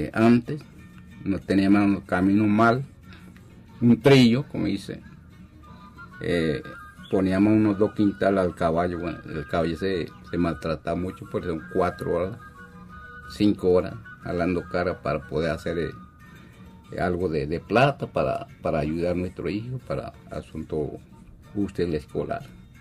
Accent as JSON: {"language": "Spanish", "country": "Panama", "said": "vengo de Carrera Pedrol, vengo de Conte Burica y como de Alto Conte, de todo el territorio que llamo Conte Burica."}